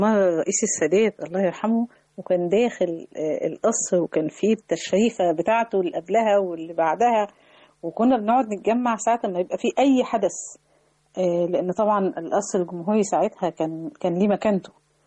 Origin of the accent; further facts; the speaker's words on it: Egypt; أنا روحت أماكن كتير داخل مصر، ولكن الواحد بيخجل إن إحنا كمصريين بنهمل أحيانا إن إحنا نطلع جولات سياحية